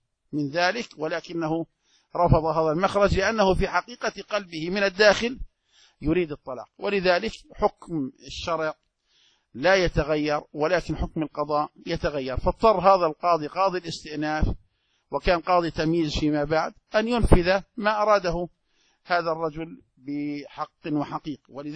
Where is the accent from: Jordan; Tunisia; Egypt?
Jordan; رجل ثري عندنا في الأردن